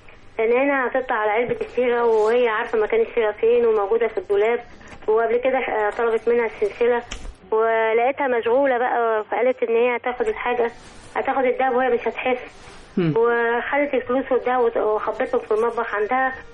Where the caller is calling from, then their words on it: Cairo, Cairo Governorate, Egypt; بتكلم من حدائق القبة من القاهرة هنا.